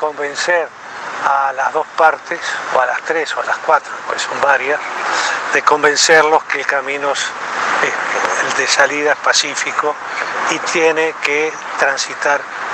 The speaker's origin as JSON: {"language": "Spanish", "country": "Uruguay", "said": "Como los uruguayos somos futboleros, y las uruguayas también, como un partido de fútbol."}